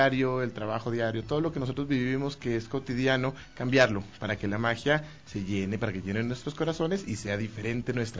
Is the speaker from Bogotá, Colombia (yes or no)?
yes; Bogotá, Colombia; also born or lived in Quito; Yo soy director de teatro, yo crecí en el teatro en la ciudad de Bogotá. Yo soy quiteño y crecí en Colombia y crecí en el mundo del teatro.